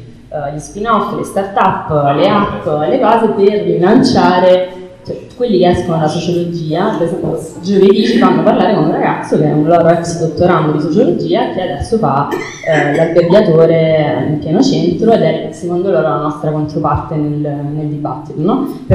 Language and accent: Italian; Naples, Campania, Italy; a me da napoletana mi è sempre sembrato particolarmente ridicolo